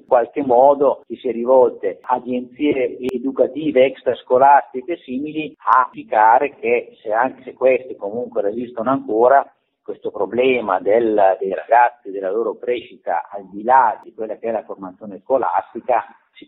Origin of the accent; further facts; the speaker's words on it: Reggio Emilia, Emilia-Romagna, Italy; io vengo da Reggio Emilia